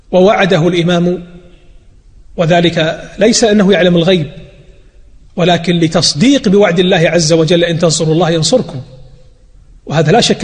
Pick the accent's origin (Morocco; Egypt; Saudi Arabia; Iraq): Saudi Arabia; Najd; واتجه إلى الدرعية أيضا من بلادي نجد